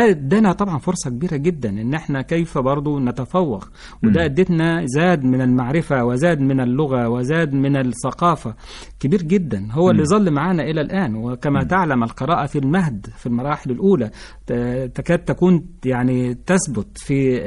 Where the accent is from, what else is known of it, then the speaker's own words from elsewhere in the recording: Sohag, Sohag Governorate, Egypt; احنا كان عندنا في سوهاج، وأنا من سوهاج،